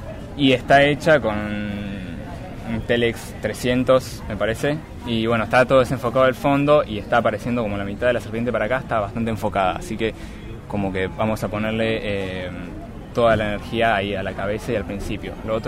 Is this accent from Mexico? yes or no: no; Buenos Aires, Argentina; born there; Yo vivo en Carrupa, China, en Nono, a 8 kilómetros del centro. Nací en Buenos Aires, pero vivo acá hace unos 15 años, más o menos.